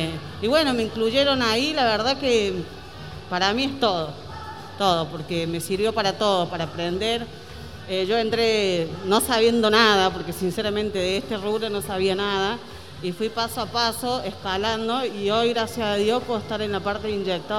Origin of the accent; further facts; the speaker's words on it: Córdoba, Argentina; now in Buenos Aires, Argentina; Yo soy de Córdoba, hace 13 años que vivo acá en Buenos Aires.